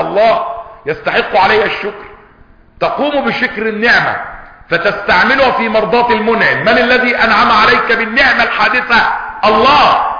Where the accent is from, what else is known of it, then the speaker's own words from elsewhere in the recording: Egypt; عندنا في مصر مش عندكم